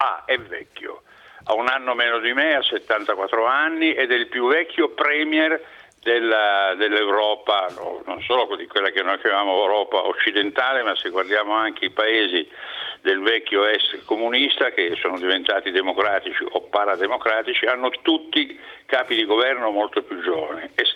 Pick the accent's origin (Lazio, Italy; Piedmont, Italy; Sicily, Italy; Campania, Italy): Piedmont, Italy; io sono più spostato tra il Piemonte e la Lombardia, perché il Monferrato è lì sul confine